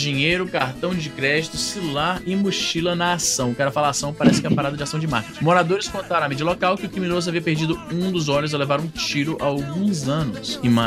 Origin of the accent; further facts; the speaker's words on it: Ceará, Brazil; Porque voltamos à minha terrinha. A minha terrinha